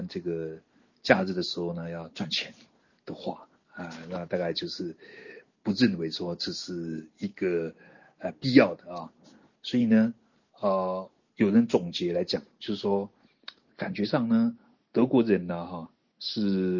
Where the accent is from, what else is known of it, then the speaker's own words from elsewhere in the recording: Taiwan; 对我们台湾人而言，我们比较注意的是这个八月十四号的时候发表了这个波茨坦宣言